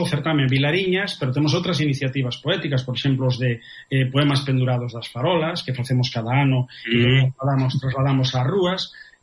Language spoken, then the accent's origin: Galician; A Coruña, Galicia, Spain; also born or lived in Vilalba; eu son natural de Vilalba, dunha parroquia de Vilalba que se chama Lanzós. Bueno, despois eu criei-me na Coruña